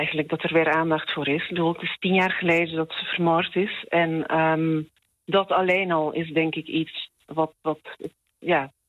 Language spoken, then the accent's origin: Dutch; Belgium; now in Netherlands; Gek genoeg heeft het eigenlijk misschien juist wel te maken met het feit dat ik uit België kom.